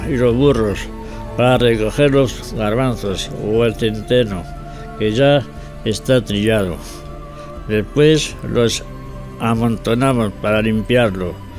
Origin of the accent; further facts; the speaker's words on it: San Juan de la Nava, Castile and León, Spain; Bienvenido al programa Sanjuaniego, donde hablamos de las historias y costumbres de mi pueblo, San Juan de la Nava. Un pequeño pueblo de unos 300 habitantes, situado en la provincia de Ávila, a 30 kilómetros de la ciudad.